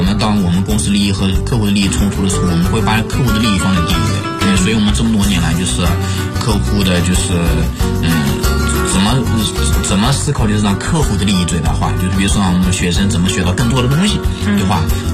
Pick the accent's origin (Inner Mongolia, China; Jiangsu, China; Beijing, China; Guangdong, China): Inner Mongolia, China; 因为我来自农村嘛，我来自内蒙古的一个蛮偏僻的一个农村，所以我家庭各方面都是非常非常普通的这样一个家庭。